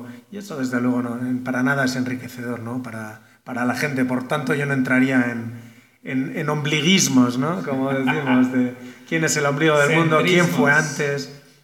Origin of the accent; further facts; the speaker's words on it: Basque Country, Spain; now in San Juan Chamula, Mexico; y, bueno, yo vengo del País Vasco. Y pues nada, llevo aquí ya algo más de un año entre los chiapanecos, entre en San Cristóbal y aquí en este momento en San Juan Chambó